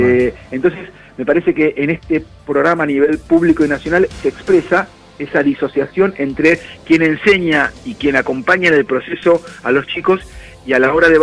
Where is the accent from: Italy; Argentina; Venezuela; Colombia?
Argentina; por la historia que tenemos como argentinos, recién hace 10 años que es obligatorio para los chicos de la secundaria estar en la secundaria.